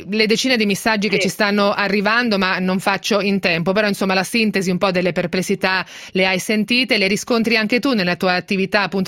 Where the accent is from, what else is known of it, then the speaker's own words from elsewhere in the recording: Marche, Italy; Io sono marchigiana